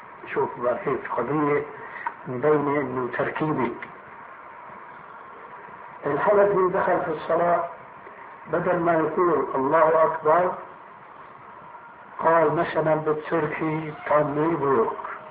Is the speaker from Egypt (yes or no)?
no; Syria; كما يقولون عندنا في الشام